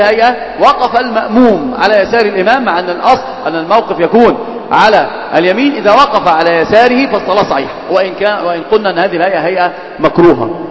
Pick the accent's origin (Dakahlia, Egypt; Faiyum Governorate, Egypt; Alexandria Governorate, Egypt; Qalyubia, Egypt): Alexandria Governorate, Egypt; Alexandria; يا ابن المصر يا حبيبي فهلاوي يعني، فاهم؟ انا اسكندراني يعني